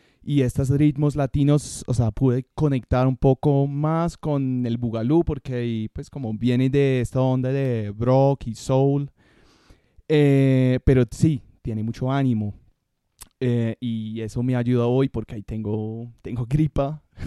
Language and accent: Spanish; United Kingdom; now in Bogotá, Colombia; soy coleccionista de Reino Unido, pero vivo en Bogotá. He vivido acá 9 años, mucho tiempo.